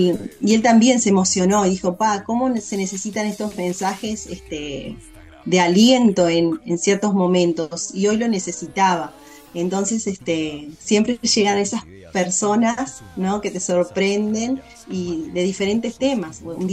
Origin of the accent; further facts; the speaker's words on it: Uruguay; Como uruguaya, y o sea, para ustedes también es un teatro importantísimo.